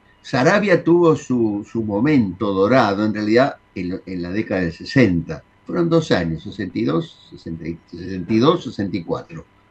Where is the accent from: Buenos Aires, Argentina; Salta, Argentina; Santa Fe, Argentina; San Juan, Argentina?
Salta, Argentina; porque es salteño, nosotros también somos salteños.